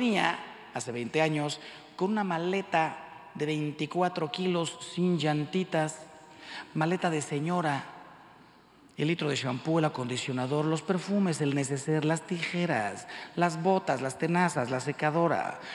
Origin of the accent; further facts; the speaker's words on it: Mexico; Miren, yo soy mexicano, como la mayoría de ustedes.